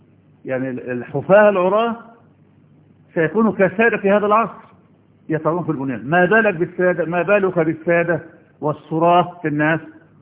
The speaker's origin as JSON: {"language": "Arabic", "country": "Egypt", "said": "ما عندنا في مصر"}